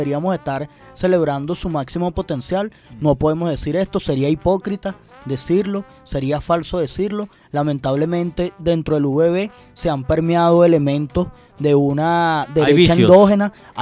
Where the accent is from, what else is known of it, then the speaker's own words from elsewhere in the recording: Venezuela; como estudiantes, como venezolanos, como ciudadanos